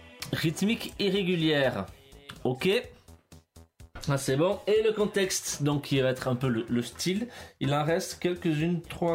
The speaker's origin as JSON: {"language": "French", "region": "Grand Est", "country": "France", "said": "Le 88, c'est parce que je viens des Vosges."}